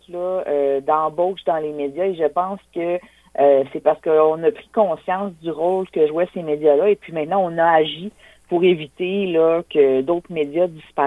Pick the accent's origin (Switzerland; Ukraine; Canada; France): Canada; Quebec City, Quebec; Moi, je suis originaire de la région de Québec, de la ville de Québec, en fait.